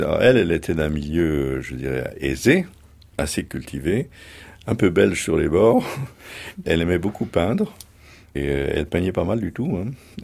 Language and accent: French; Anould, Grand Est, France; born there; Je suis né dans les Vosges, Mon père est né dans les Vosges, mon grand-père est né dans les Vosges, dans un petit village, tous les trois.